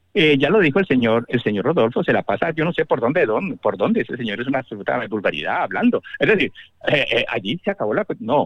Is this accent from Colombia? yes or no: yes; Colombia